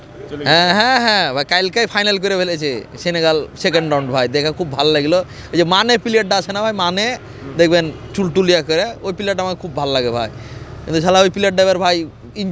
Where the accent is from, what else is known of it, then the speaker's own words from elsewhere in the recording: Rajshahi, Rajshahi Division, Bangladesh; যেহেতু আমরা রাজশাহীর লোকের তো একটু বুঝে নিত